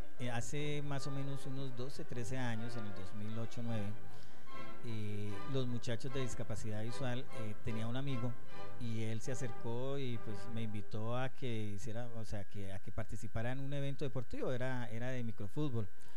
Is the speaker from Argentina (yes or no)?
no; Villavicencio, Meta, Colombia; somos tres deportistas de Villavicencio que estamos en bolos en el proceso